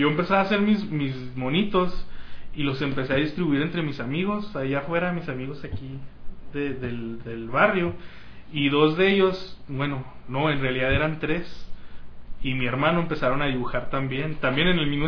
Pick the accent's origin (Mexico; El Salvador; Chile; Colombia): Mexico; Y uno como mexicano, como lector de cómics mexicano, está acostumbrado a leer cómics en colores